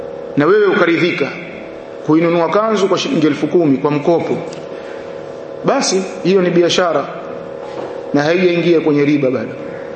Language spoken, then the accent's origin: Swahili; Tabora, Tanzania; kule kwetu Tabora